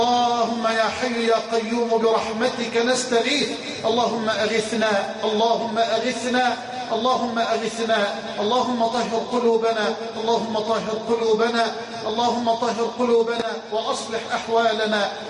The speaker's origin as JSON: {"language": "Arabic", "country": "Egypt", "said": "بلدنا مصر"}